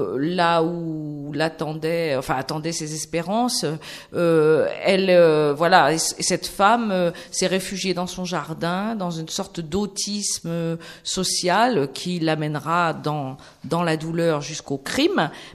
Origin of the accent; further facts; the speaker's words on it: Nantes, Pays de la Loire, France; moi, je suis nantaise